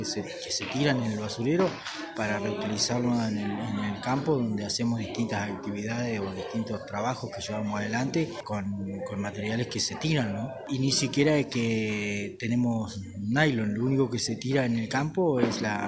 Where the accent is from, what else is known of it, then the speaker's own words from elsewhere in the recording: Nahuelpan, Chubut, Argentina; vengo de Nahuelpan, allá en cercanía de Esquela, unos 17 kilómetros más o menos está la comunidad.